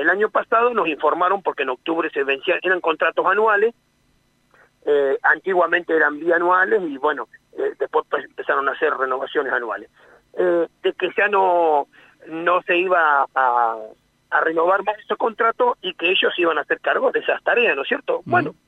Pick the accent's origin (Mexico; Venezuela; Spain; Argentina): Argentina; Quemú Quemú, La Pampa; yo soy oriundo de Quemú, recuerdo que Quemú se había avanzado